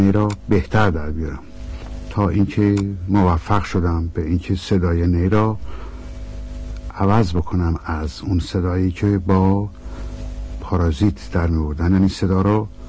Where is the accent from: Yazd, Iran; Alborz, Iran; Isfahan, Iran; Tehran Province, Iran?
Isfahan, Iran; born there; در پاییز 1307 در شهر زیبا و تاریخی اصفهان در خانواده تاجر پیشه‌ای به دنیا آمدم.